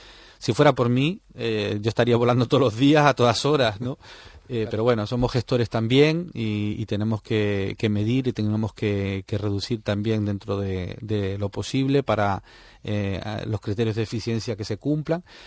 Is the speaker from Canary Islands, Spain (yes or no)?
yes; Canary Islands, Spain; yo la viví de pequeño en La Palma